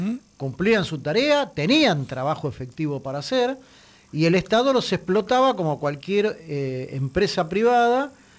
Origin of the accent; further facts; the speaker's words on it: Buenos Aires, Argentina; para los que somos de la Ciudad de Buenos Aires